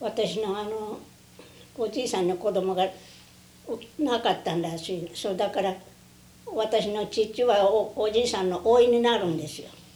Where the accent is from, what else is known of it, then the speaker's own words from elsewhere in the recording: Tottori, Japan; born there; いや、鳥取県東白郡なんで。